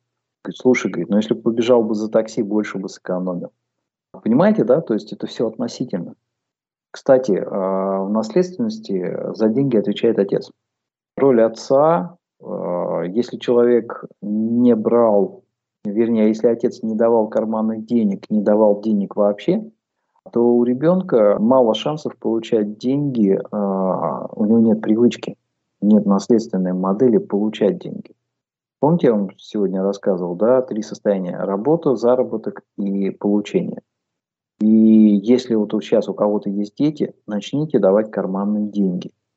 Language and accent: Russian; Kemerovo Oblast, Russia; moved away as an adult; also born or lived in Tomsk; now in Sevastopol; я проживаю в Севастополе 7 лет. До этого проживал в Томске. То есть я житель и уроженец Западной Сибири. Я родился в Кемеровской области, работал в Кемерово и Томске